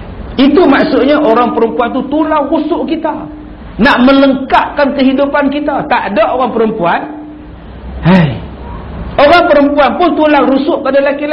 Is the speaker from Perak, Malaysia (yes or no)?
yes; Perak, Malaysia; Macam saya ni orang Perak, datang ke Pantai Kelebang.